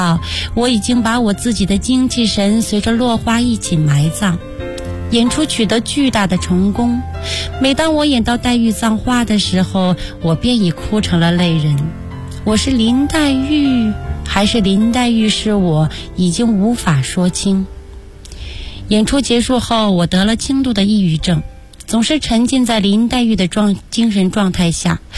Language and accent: Chinese; Acheng, Heilongjiang, China; born there; 我出生在哈尔滨一个叫阿城的小地方，从小我就酷爱着艺术